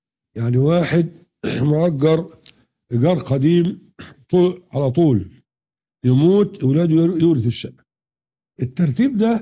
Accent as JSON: {"language": "Arabic", "country": "Egypt", "said": "أما القانون القديم كان يخالف الشريعة عندنا في مصر يعني"}